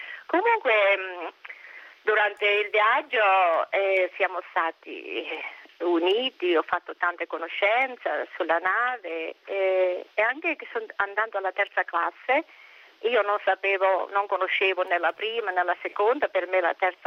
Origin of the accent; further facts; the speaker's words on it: Monteferrante, Abruzzo, Italy; born there; Io sono nata allora a Monteferrante, provincia di Chieti, in Abruzzo.